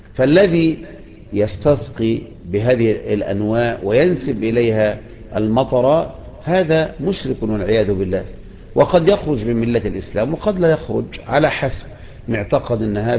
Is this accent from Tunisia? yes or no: no; Egypt; وبكرة جيت الكياك عندنا في مصر